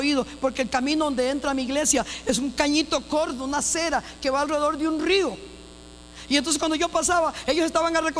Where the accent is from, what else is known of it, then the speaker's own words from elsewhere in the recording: Costa Rica; La gente tiene el concepto que yo soy por mi piel, pero no, yo soy bien tica, bien gallo pinto.